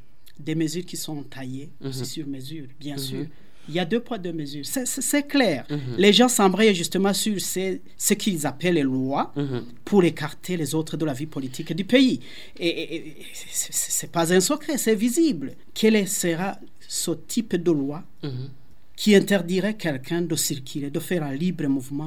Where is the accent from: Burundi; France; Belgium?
Burundi; Nous sommes des Burundais à part entière, nous sommes des citoyens burundais et nous avons les droits et les devoirs, bien sûr, et nous devons jouir des mêmes droits que tous les autres Burundais.